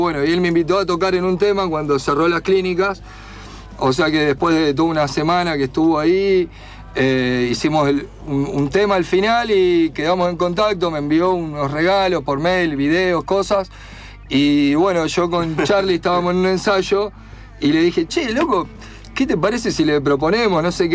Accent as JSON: {"language": "Spanish", "town": "La Plata", "region": "Buenos Aires Province", "country": "Argentina", "said": "nosotros venimos de La Plata"}